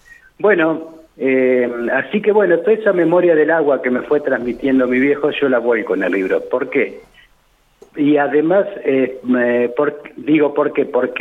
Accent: Victorica, La Pampa, Argentina; now in Santa Rosa, Argentina; Victorica, que es mi pueblo natal, yo viví hasta los 18 años en Victorica, luego me instalé en Santa Rosa

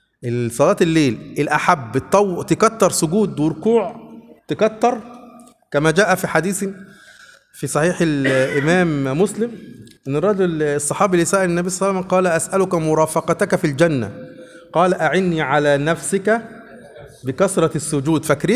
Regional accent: Upper Egypt, Egypt; كلمة بنقولها عندنا في الصعيد على فكرة إلى الآن

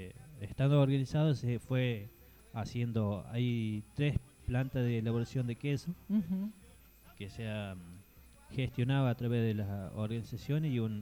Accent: Villa Dolores, Córdoba, Argentina; yo vengo de Córdoba, de más bien de Villa Dolores, 30 kilómetros hacia el norte, yendo a Chancaní, donde son rurales, donde se hace producción caprina y, bueno, vacuno.

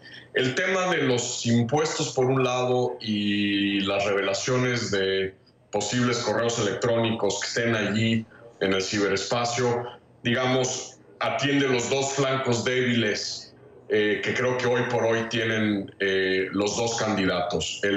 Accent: Mexico; Y pues como mexicano y como ex embajador de México en Estados Unidos

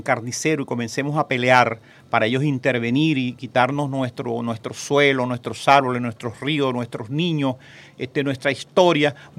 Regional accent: Bolívar, Venezuela; born there; now in Caracas, Venezuela; yo nací en el estado Bolívar, pero yo tengo 47 años aquí en Caracas.

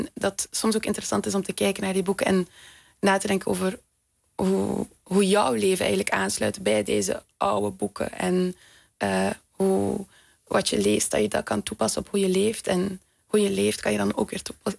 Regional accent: Ghent, Flanders, Belgium; Ik kom uit Gent, België.

